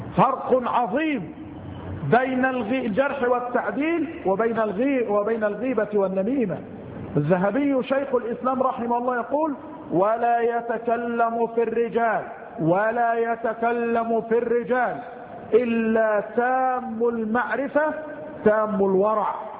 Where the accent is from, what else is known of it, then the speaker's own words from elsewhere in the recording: Mansoura, Dakahlia, Egypt; إحدى البلدان عندنا في المنصورة المسجد يمتلئ عن آخره